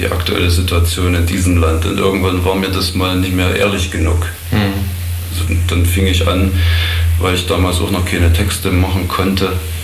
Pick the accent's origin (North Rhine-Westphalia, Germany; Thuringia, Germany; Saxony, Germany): Thuringia, Germany; Ich bin in einer Kleinstadt aufgewachsen in Thüringen.